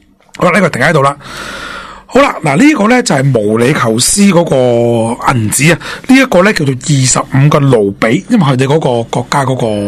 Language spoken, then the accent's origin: Cantonese; Hong Kong; 即系我哋香港人特色嘅嘢啦